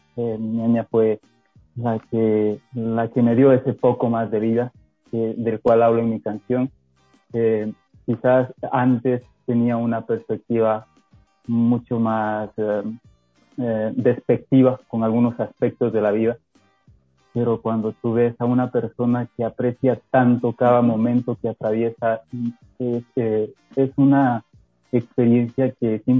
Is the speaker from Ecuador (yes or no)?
yes; Santo Domingo de los Tsáchilas, Ecuador; empecé a hacer bandas ahí en el pueblo donde yo crecí. Ahora sí les digo, yo nací en Santo Domingo de los Áchilas, señores.